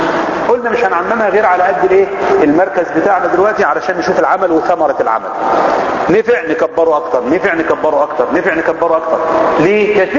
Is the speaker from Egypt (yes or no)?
yes; Zagazig, Sharqia Governorate, Egypt; ان احنا كل مجموعة في البلد عندنا في الزقازيق